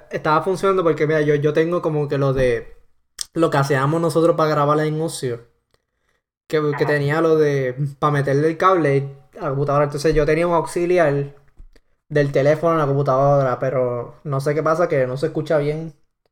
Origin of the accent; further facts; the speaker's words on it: Ponce, Puerto Rico; Y pues, yo soy de Puerto Rico. Yo nací en Ponce, Puerto Rico, por alguna razón, ¿entiendes?